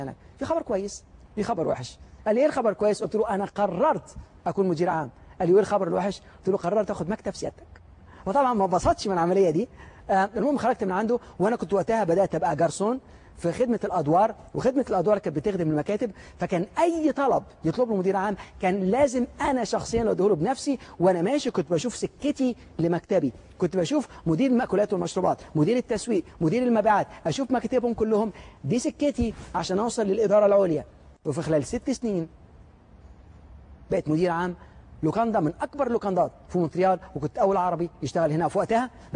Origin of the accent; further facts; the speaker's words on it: Alexandria, Alexandria Governorate, Egypt; عندنا في منطقه في اسكندريه اللي انا كنت عايش فيها، اتولدت فيها في اسكندريه،